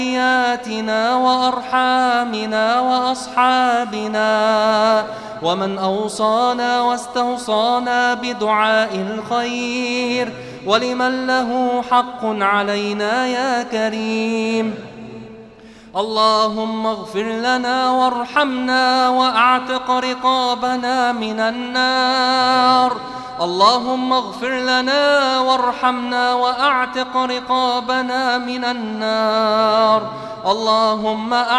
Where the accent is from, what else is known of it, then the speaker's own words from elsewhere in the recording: Egypt; عن بلدنا مصر خاصة وعن سائر بلاد